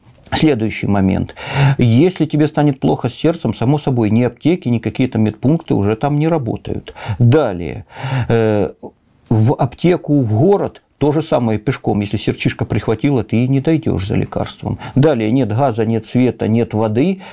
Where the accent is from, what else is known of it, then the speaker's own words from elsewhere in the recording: Horlivka, Donetsk Oblast, Ukraine; Имеется мой родной город Горловка, например, окраина ее Зайцево.